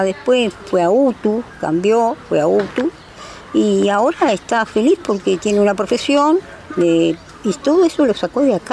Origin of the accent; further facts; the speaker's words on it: Montevideo, Uruguay; No, nosotros somos de la Barra de Santa Lucía, dentro de las chacras.